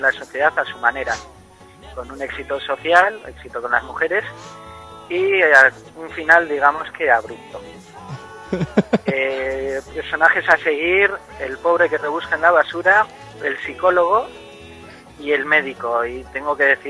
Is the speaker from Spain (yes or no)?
yes; San Sebastián, Basque Country, Spain; Yo soy del de Amara Viejo.